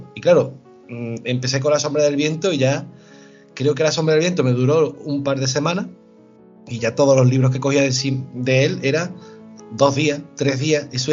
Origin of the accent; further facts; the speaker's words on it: Lucena, Andalusia, Spain; viviendo en mi tierra, viviendo en Lucena, en Córdoba